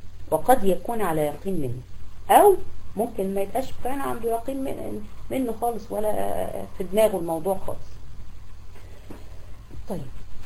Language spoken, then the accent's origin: Arabic; Egypt; في عندنا في مصر هنا في قرى الصعيد